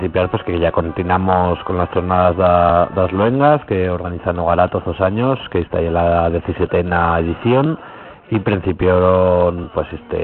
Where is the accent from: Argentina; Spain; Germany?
Spain; Asturias; esto no lo sé pronunciar porque yo soy asturiano